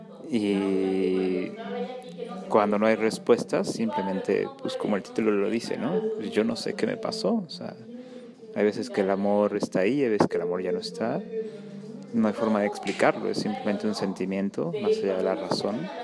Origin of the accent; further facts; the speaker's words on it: Mexico City, Mexico; De la Ciudad de México.